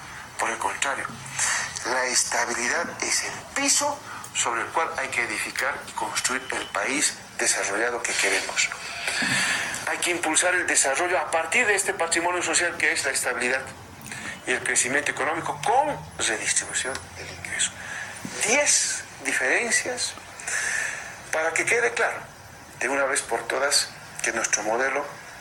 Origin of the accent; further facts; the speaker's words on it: Bolivia; si somos capaces los bolivianos de generar dinero